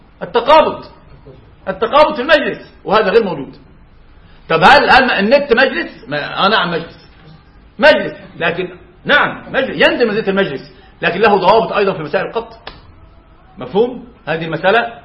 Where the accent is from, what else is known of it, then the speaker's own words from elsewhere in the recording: Egypt; يعني عندنا في مصر استأجر رجل الشقة الى يوم الدين